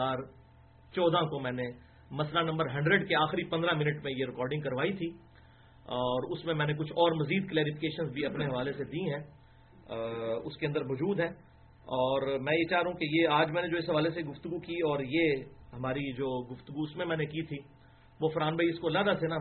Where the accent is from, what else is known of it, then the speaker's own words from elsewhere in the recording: Jhelum, Punjab, Pakistan; now in Islamabad, Pakistan; میں چونکہ 15 سال سے اسلام آباد میں، اسلام آباد بھی میرا شہر ہے اور نیٹو سٹی تو جہلم ہے،